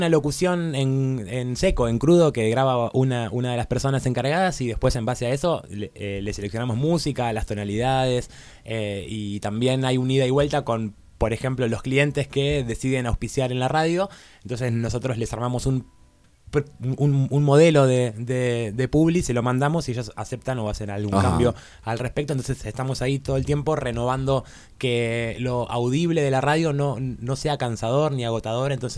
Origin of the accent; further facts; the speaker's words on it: Luján, Buenos Aires Province, Argentina; Es Luján, provincia de Buenos